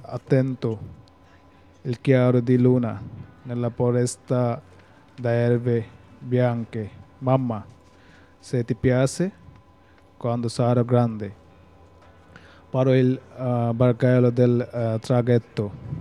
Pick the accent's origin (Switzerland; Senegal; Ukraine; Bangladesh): Bangladesh; Italian is a second language; now in Italy; Vengo dal Bangladesh.